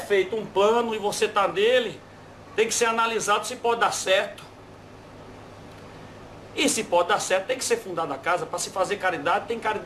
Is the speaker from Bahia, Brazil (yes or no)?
yes; Bahia, Brazil; Agora se eu gostaria não, eu sou baiano, né?